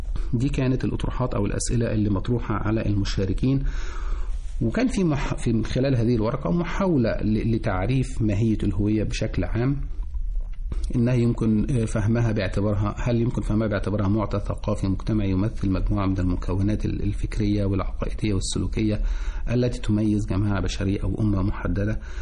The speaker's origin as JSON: {"language": "Arabic", "country": "Egypt", "said": "إحنا كمصريين أو في مصر هويتنا مميزة عن أي دولة أخرى"}